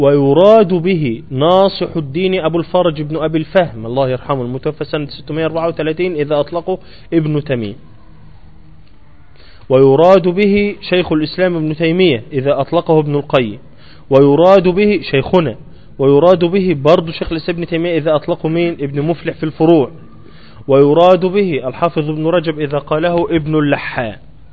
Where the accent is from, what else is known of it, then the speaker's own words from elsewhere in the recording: Egypt; أيوة زي الإمام الأكبر عندنا في مصر.